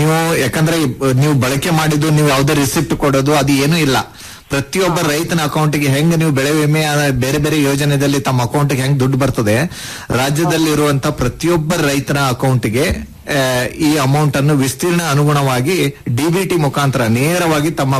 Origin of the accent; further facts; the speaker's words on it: Kalaburagi, Karnataka, India; ತಾವು ಕಲಬುರಗಿ ಜಿಲ್ಲೆ ಜವರಿಗಿ ತಾಲೂಕು ಅಂತ ಹೇಳ್ತಾ ಇದ್ರಿ, ಬಹಳ ಸಂತೋಷ. ನಾನು ಅದೇ ಜಿಲ್ಲೆದವನು.